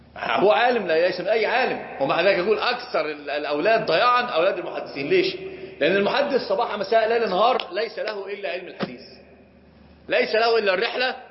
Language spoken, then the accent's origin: Arabic; Upper Egypt, Egypt; عندنا في الصعيد